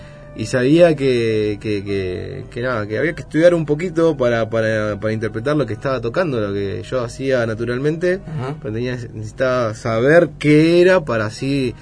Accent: Monte Grande, Buenos Aires Province, Argentina; also born or lived in Lanús; Yo soy de Monte Grande. Nací en Lanús, pero me crié en Monte Grande. Mis viejos son del litoral, mi vieja de Misiones, mi viejo de Corrientes.

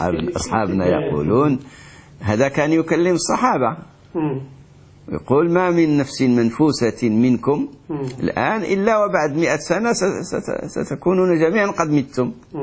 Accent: Morocco; وإحنا عندنا في المغرب

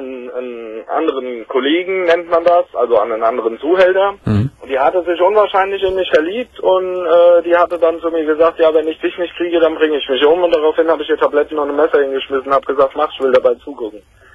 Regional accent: Frankfurt am Main, Hesse, Germany; ich komme so aus dem Großraum Frankfurt am Main.

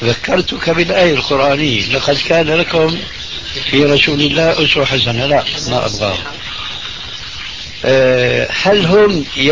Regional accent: Syria; أنا باعتباري سوري

